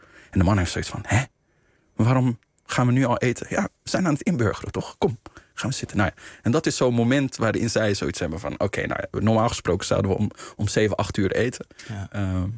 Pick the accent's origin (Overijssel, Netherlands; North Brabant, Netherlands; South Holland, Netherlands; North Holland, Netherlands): South Holland, Netherlands; Rotterdam; ik ben in Spangen opgegroeid, in Rotterdam. In de jaren 90 best wel een heftige wijk, een heftige buurt geweest. Het is nu gelukkig al wel flink opgeknapt.